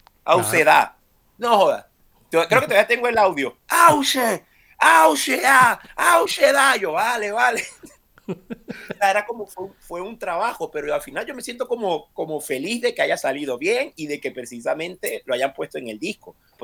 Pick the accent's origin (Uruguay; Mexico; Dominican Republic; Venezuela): Venezuela; now in Spain; yo soy venezolano, yo no molesto a nadie, tengo mi pasaporte de Venezuela en regla, mi permiso de residencia y de trabajo en regla